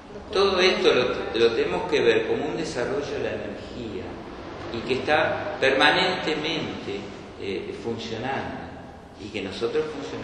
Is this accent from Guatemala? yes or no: no; Bernal, Buenos Aires Province, Argentina; Yo soy de Bernal. Por eso no quiero decir que soy bernalista.